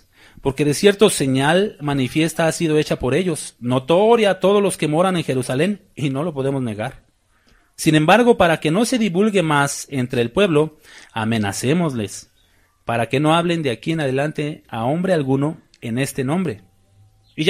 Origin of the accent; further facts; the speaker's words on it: Mexico City, Mexico; me juntaba con ellos en Chilangolandia, de donde soy, de México. Se acostumbra a hablar con mucho albur, siempre en doble sentido. Esa es la manera de hablar de allá.